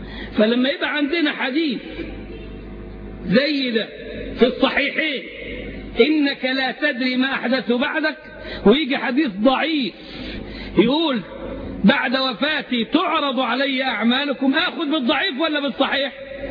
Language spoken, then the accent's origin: Arabic; Egypt; وهو أستاذ لمتطوفة كبار عندنا في مصر